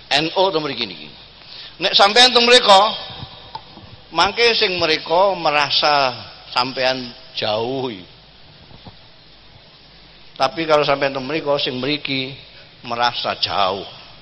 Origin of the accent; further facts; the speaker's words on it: Rembang, Central Java, Indonesia; Saya ini orang Rembang, poso-poso ke Jakarta